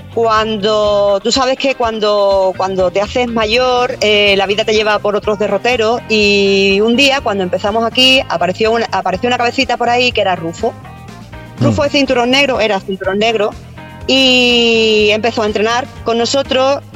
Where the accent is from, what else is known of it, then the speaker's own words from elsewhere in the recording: Seville, Andalusia, Spain; Yo soy de Sevilla